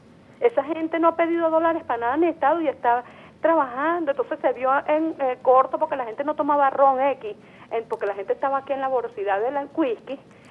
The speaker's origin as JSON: {"language": "Spanish", "country": "Venezuela", "said": "cómo vamos a evolucionar nosotros como venezolanos."}